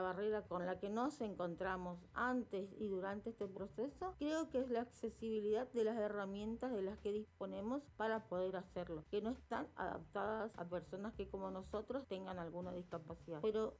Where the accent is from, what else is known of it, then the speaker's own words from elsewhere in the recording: Resistencia, Chaco, Argentina; soy de Resistencia Chaco, de la República Argentina.